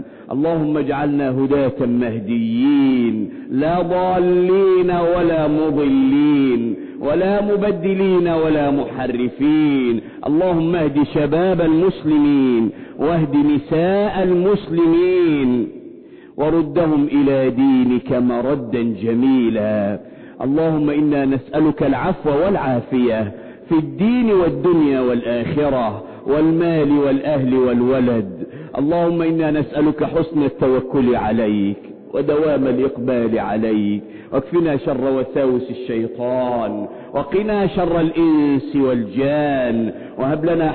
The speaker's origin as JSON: {"language": "Arabic", "country": "Egypt", "said": "اللهم احفظ بلدنا مصر من كل مكروه وسوء"}